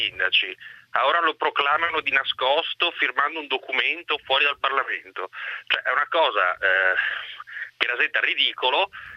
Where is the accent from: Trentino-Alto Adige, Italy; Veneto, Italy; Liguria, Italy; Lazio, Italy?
Veneto, Italy; Io sono un veneto con moglie spagnola